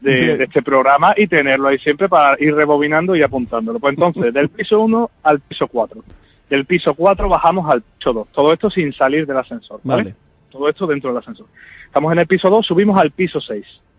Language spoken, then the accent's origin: Spanish; Seville, Andalusia, Spain; Esta palabra a los que somos de aquí de Sevilla nos cuesta un poquito, pero bueno.